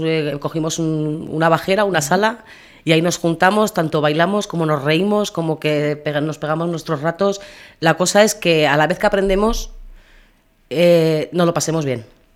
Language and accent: Spanish; Berriozar, Navarre, Spain; yo me he criado en Berriozar y ya te casas y te vas, pero he tenido que volver